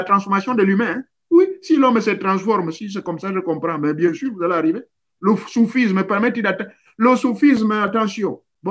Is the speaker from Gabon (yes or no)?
yes; Gabon; Chez nous, au Gabon, là-bas, toi tu vas voir ça oublier.